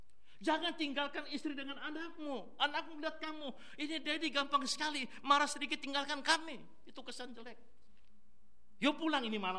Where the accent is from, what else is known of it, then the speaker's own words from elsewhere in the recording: Makassar, South Sulawesi, Indonesia; Nah, saya ini asal Makassar.